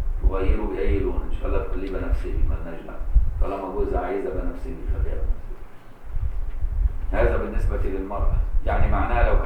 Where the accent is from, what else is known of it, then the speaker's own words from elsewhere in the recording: Egypt; بان انا مصري وعايش في مصر طول عمري